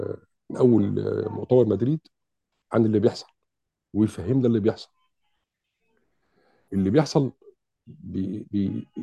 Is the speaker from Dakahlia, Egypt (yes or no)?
yes; Mansoura, Dakahlia, Egypt; كان في الفترة ديت عندنا في المنصورة الدكتور اسمه الدكتور شافعي بشير، وكنا احنا في ثانوي في الفترة دي، اعدادي خارجين من اعدادي عين سعد.